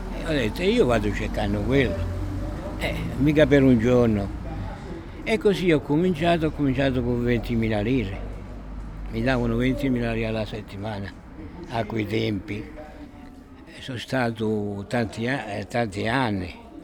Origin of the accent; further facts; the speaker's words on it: Trapani, Sicily, Italy; moved away as an adult; also born or lived in Germany; sono siciliano, nativo a Trapani, coniugato in provincia di Messina e dopo separato, e dopo sono andato un po' per il mondo. Ho cominciato ad andare in Germania a lavorare